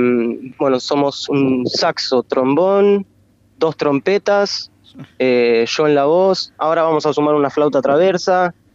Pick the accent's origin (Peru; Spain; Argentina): Argentina; La Plata, Buenos Aires Province; soy de La Plata, ¿no? A mí yo no me iría a ningún lado, me moriría acá en La Plata